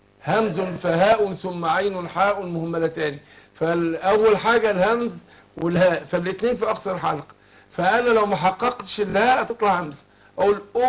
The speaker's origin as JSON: {"language": "Arabic", "country": "Egypt", "said": "عارف في بعض حد من بعض المحافظات عندنا في مصر"}